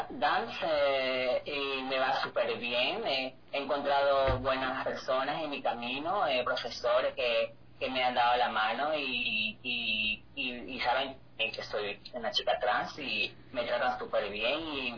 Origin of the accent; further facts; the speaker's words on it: Ecuador; born there; moved away; papeles ecuatorianos todavía, y para poder hacer mis cambios de nombre acá en Europa, porque como no nací aquí en Europa, necesitaba primero hacer los cambios en Ecuador.